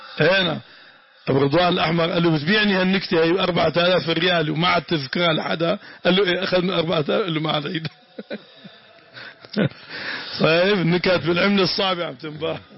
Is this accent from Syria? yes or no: yes; Damascus, Damascus Governorate, Syria; سوف ينزلون عندنا في الشام مأذن الشرقية مأذن البيضاء